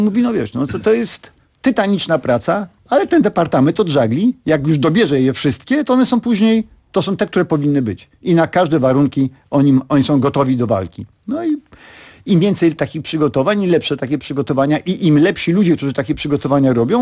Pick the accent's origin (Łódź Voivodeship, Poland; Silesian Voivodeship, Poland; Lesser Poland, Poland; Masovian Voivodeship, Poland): Masovian Voivodeship, Poland; Warsaw; Tak, ja się urodziłem w Warszawie. Urodziłem się w Warszawie